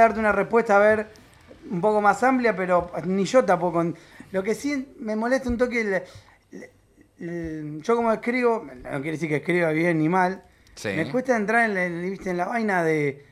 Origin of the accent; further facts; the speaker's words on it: Vera, Santa Fe, Argentina; Somos todos de Vera. Y de La Plata.